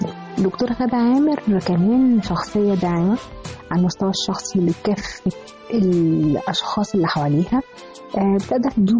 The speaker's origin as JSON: {"language": "Arabic", "country": "Egypt", "said": "وسعيدة أن أنا مصرية من ضمن المصريات اللي هم فعلا يعني حبوا البلد."}